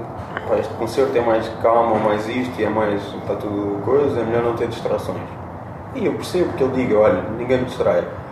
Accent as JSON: {"language": "Portuguese", "region": "Lisbon", "country": "Portugal", "said": "Eu sou das Torres do Restelo, portanto."}